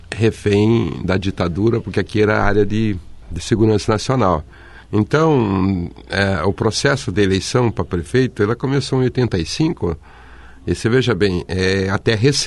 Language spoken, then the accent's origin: Portuguese; Santa Catarina, Brazil; now in Foz do Iguaçu, Brazil; Eu sou de Santa Catarina.